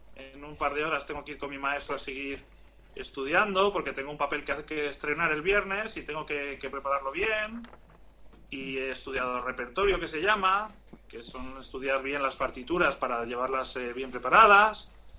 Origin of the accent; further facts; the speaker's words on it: Spain; yo soy español y me siento español y me encanta la música española